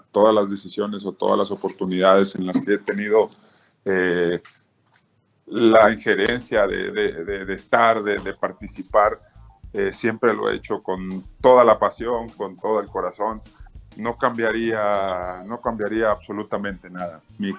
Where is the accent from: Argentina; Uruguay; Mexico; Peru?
Mexico; como mexicanos, los que tenemos ese arraigo con nuestro país, nos sintamos arropados, nos sintamos respaldados.